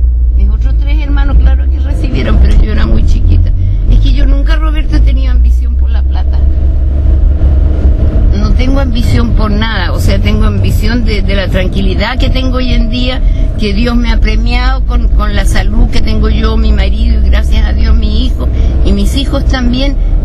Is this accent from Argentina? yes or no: no; Chile; also born or lived in Germany; Yo nací en Alemania, pero me crié, me eduqué en Sudamérica, por no decirte Chile. Chile.